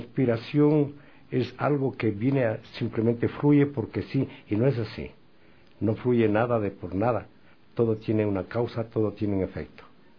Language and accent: Spanish; Quito, Pichincha, Ecuador; como quiteño que soy